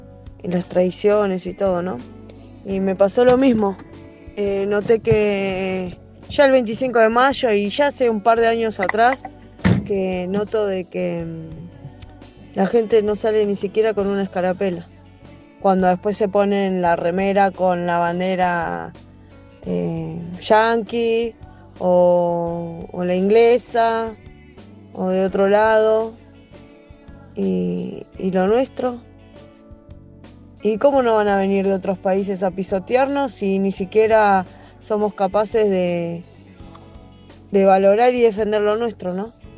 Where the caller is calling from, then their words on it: Quilmes, Buenos Aires Province, Argentina; de Quilmes.